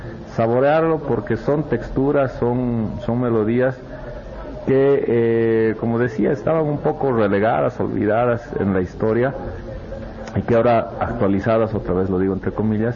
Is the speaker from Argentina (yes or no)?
no; Bolivia; creo que es realmente un avance tanto como músico y como boliviano